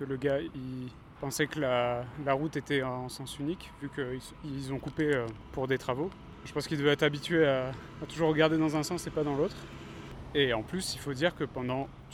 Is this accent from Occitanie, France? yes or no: yes; Nîmes, Occitanie, France; Déjà que moi, tu sais, j'ai grandi à Nîmes, donc j'étais habitué à regarder 5 fois à droite, 5 fois à gauche avant de traverser.